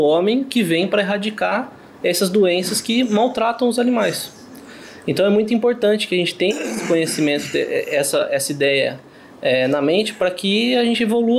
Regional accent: São Paulo, Brazil; eu sou do interior de São Paulo

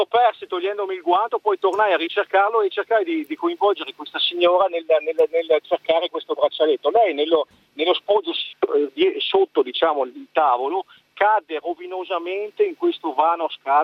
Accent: Verona, Veneto, Italy; No, io sono di Verona, ma vado sui Colli Eugani a fare questa corsa podistica.

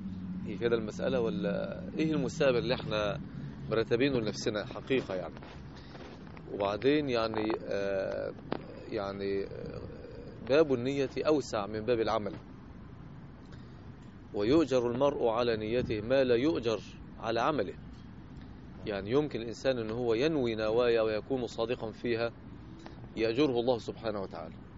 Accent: Egypt; now in Jeddah, Saudi Arabia; الرجل في عز البرد عندنا في مصر، مش هنا طبعا في جدة

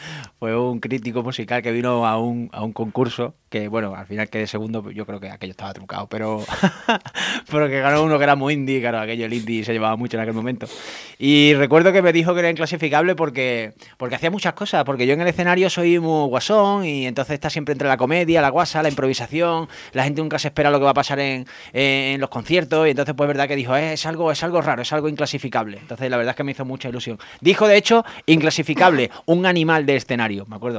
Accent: Córdoba, Andalusia, Spain; Y mira que yo soy de Córdoba y debería estar acostumbrado

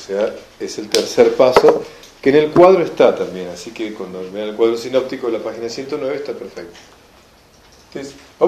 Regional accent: Argentina; Entonces, yo como llego como argentino allá, es más o menos como el Papa

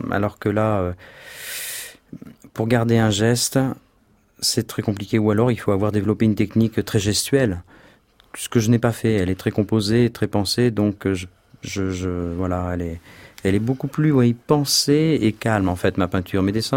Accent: Paris, Île-de-France, France; born there; Je suis né à Paris et je me sens bien à Paris.

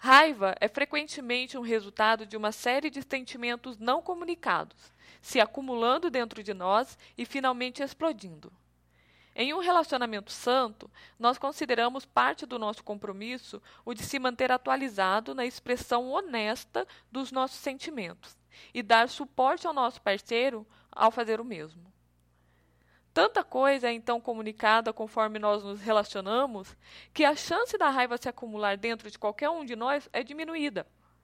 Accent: São José dos Campos, São Paulo, Brazil; aqui em São José dos Campos, olhando para o banhado lindo, maravilhoso, da minha cidade natal.

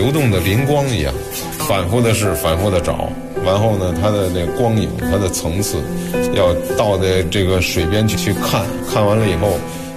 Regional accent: Beijing, China; 我是北京人。因为以前呢住在北京的平房四合院，那么离着美术馆也不远

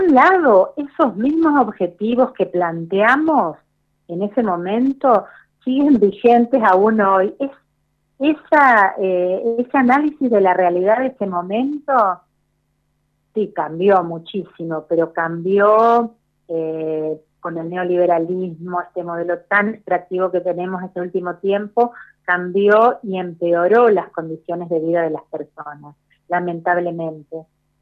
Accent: Misiones, Argentina; yo soy de Misiones, vivo en El Prado, en Misiones.

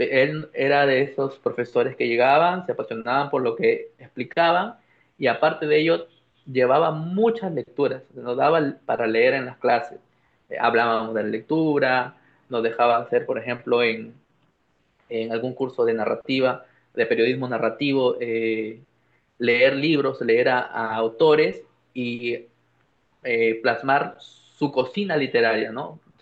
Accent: San Pedro de Lloc, La Libertad, Peru; yo soy natural de San Pedro de Yoc, como ya lo has dicho, es un pueblo, una ciudad de la provincia de Pacasmayo, en La Libertad, el Perú, en la zona norte.

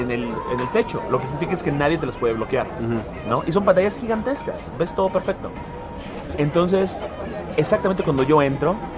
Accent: Mexico; soy de México

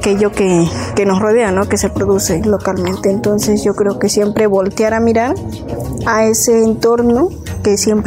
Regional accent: Yehualichan, Puebla, Mexico; soy de Yehualichan

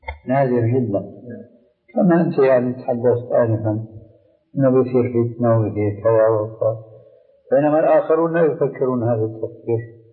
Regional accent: Syria; عندنا في سوريا

